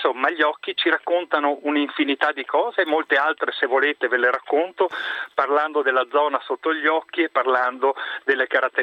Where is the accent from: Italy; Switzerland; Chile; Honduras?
Italy; Veneto; accent: Venetian; sono 20 anni che sono qui in Lombardia e ancora mi dicono che ho l'accento veneto.